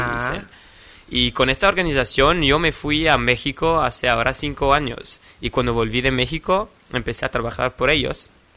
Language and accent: Spanish; Switzerland; Soy de Suiza, sí.